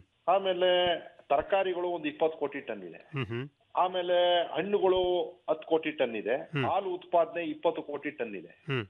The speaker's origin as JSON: {"language": "Kannada", "town": "Satyagala", "region": "Karnataka", "country": "India", "said": "ಸತ್ಯಗಾಲ ಗ್ರಾಮ, ಕೊಳ್ಳೇಗಾಲ ತಾಲೂಕು, ಚಾಮರಾಜನಗರ ಜಿಲ್ಲೆ. ನಾನು ಮೂಲತಃ ಕೃಷಿ ಕುಟುಂಬದಿಂದ ಬಂದಿರೋಂಥದ್ದು."}